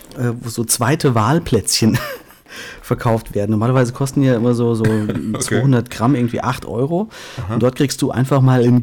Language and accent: German; Künzell, Hesse, Germany; Ich komme ja aus Fulda, aus Künzell.